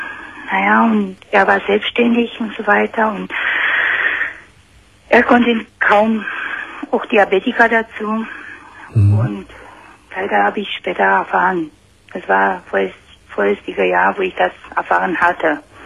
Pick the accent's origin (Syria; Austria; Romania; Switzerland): Romania; German is a second language; Ich komme aus Rumänien